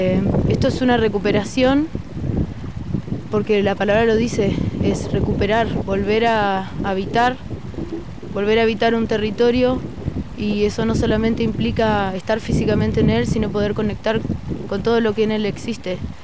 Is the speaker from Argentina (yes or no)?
yes; Chubut, Argentina; Yo soy de Chubut. Hoy día estamos aquí en la provincia de Río Negro